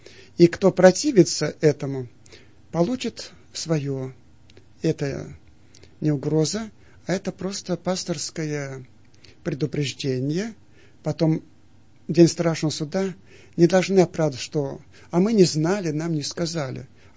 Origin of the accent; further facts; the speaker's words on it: Siberia, Russia; Я сам из Сибири